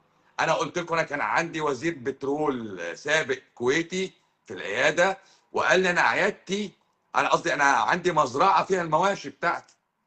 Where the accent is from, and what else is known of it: Egypt